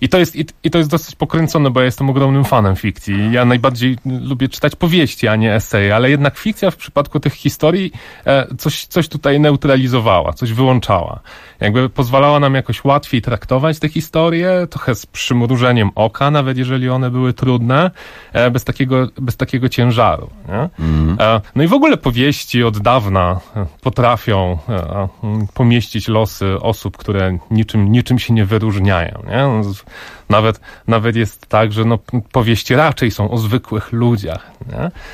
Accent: Żory, Silesian Voivodeship, Poland; born there; ja się urodziłem w Żorach, w budynku nieistniejącego już dzisiaj szpitala miejskiego w Żorach. Żory to jest takie górnośląskie miasteczko. Często ludzie pytają, gdzie to jest dokładnie. Jest dokładnie między Rybnikiem a Pszczyną, między Katowicami a Wisłą.

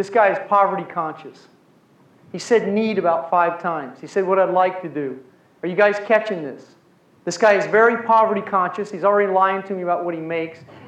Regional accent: Missouri, United States; also born or lived in Iowa / Kansas; Now, Mark is in Kansas. I grew up in Missouri, Iowa, and Kansas.

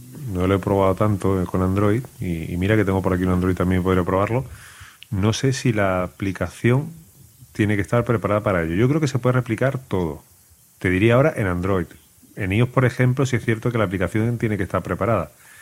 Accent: Chile; moved away; desde que vine de Chile hasta aquí

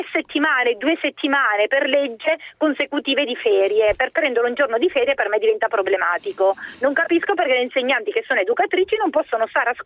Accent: Sicily, Italy; now in Legnano, Italy; io sono siciliana e vivo a Legnano da anni

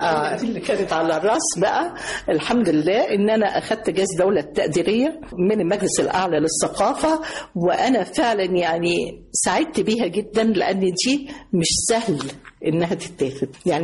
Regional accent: Egypt; بموت في مصر، بحب مصر. انا مصر، انا من مصر، انا بنت.

